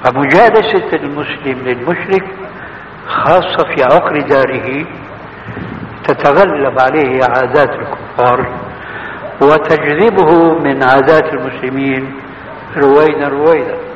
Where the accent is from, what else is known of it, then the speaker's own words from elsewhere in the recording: Syria; هذه بسموها عندنا في سوريا برازيت، يعني تشويه.